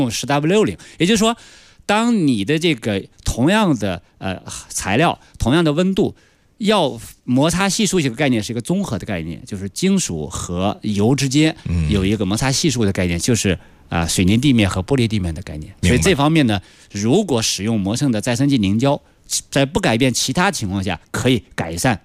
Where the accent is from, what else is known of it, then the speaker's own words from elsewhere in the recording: Inner Mongolia, China; 比方到内蒙我的家乡可能30度